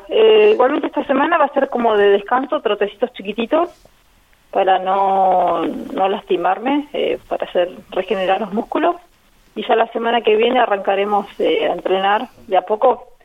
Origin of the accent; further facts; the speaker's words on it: Neuquén, Argentina; now in Buenos Aires, Argentina; Yo soy de Neuquén, nací en Neuquén, pero viajé de Buenos Aires, donde estoy con mi familia.